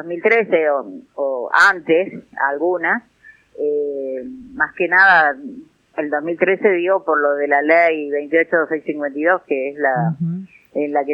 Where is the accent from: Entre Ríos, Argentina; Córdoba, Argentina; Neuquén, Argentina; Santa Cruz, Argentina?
Córdoba, Argentina; Villa Sardino; investigando la historia acá de mi pueblo, ¿no? Porque nuestra organización tiene sede acá en Villa Sardino, que es en el centro casi del Valle de Punilla.